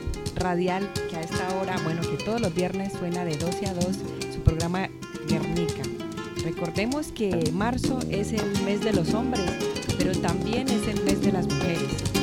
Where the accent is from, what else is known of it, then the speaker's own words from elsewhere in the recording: Villa del Rosario, Norte de Santander, Colombia; now in Asturias, Spain; como mujer colombiana viviendo en Asturias, he experimentado cómo el feminismo conecta con su en Villa del Rosario, mi tierra natal